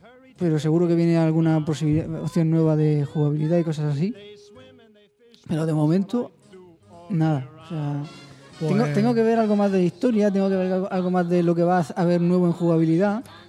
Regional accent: Region of Murcia, Spain; Como murciano resuena.

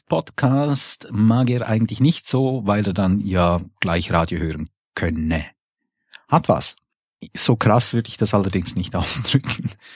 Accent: Switzerland; Und da will ja hoffen, wir als Schweizer, dass sich da in der deutschen Politik etwas ändert.

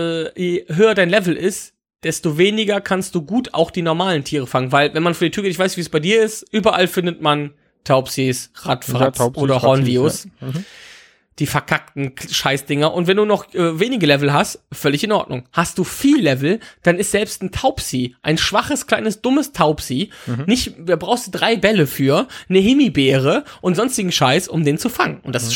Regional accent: Wipperfürth, North Rhine-Westphalia, Germany; Ja, es könnte jetzt auch meine Heimatstadt Wipperfürth sein, die liegt aber leider nicht in den USA.

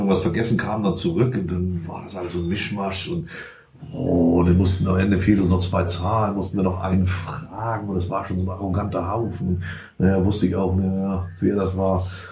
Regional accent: Elsdorf, Germany; Ja, klar kann ich in den Ort, weil ich komme aus Elsdorf.

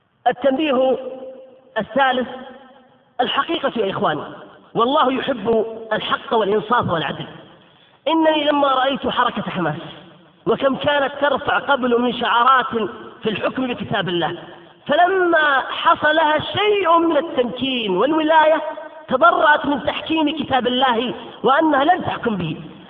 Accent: Qatif, Eastern Province, Saudi Arabia; عندنا في القطيف وفي بلاد الشرقية

